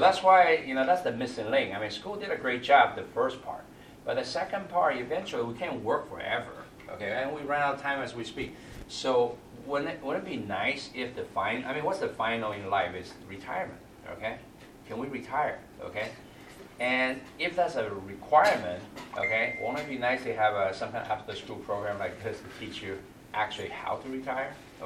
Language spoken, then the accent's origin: English; California, United States; Like, I'm from California, okay, Northern California.